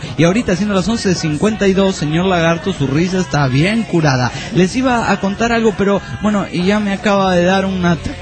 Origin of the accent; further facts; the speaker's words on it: Argentina; y eso que soy argentino